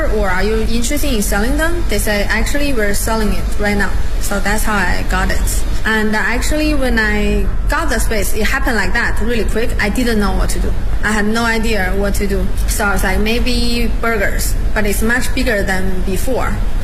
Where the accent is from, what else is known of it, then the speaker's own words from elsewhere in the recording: Beijing, China; I live in Hutong like for 10 years. And I'm from Beijing. That's part of my life, my culture.